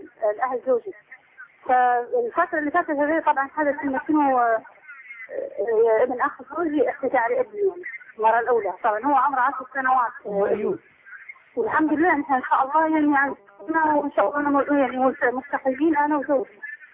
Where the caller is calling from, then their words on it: Libya; طبعا أنا أتكلم فيك من ليبيا.